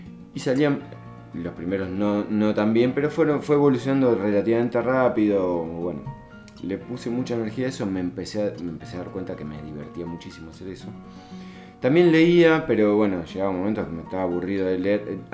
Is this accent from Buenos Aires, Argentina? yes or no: yes; Buenos Aires, Argentina; moved away; No, soy porteño. Pero hace 32 años que vivo acá.